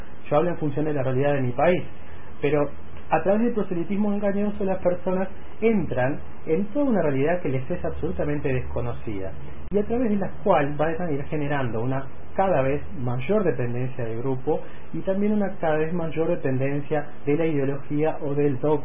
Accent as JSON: {"language": "Spanish", "country": "Uruguay", "said": "hay en mi país una cierta fantasía de que este tipo de fenómenos inherentes a lo que estamos hablando de los grupos sectarios o los nuevos movimientos religiosos no sucede. En el Uruguay hay todo tipo de prácticas religiosas"}